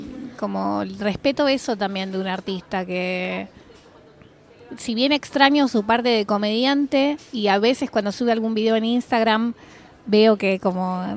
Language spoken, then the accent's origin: Spanish; Argentina; Está claro que soy argentina, no sé hablar gallego, ¿viste? El dialecto.